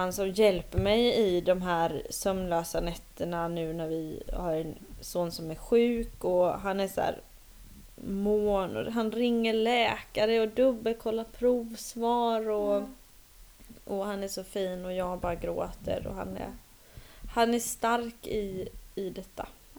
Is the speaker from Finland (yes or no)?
yes; Finland; Jag är finne, det vet du va?